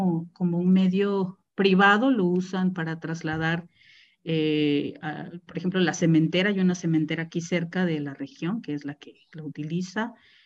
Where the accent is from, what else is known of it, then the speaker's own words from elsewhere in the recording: Mexico City, Mexico; born there; De hecho, mi hermano el mayor y yo nacimos en la Ciudad de México y el ferrocarril nos regresó porque pues a mi madre nunca terminó de gustarle vivir en la Ciudad de México por el clima, por muchas razones.